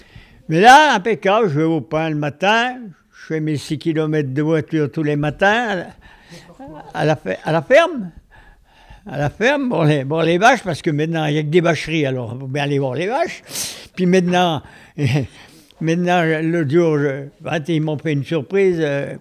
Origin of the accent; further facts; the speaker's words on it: Grésin, Auvergne-Rhône-Alpes, France; En 38, parce que je suis né à Grésin, je suis grésinier, avec mon frère on est né à Grésin, et on est grésinier d'adoption, commune de Léa, et j'ai commencé d'aller à l'école à 4 ans à Grésin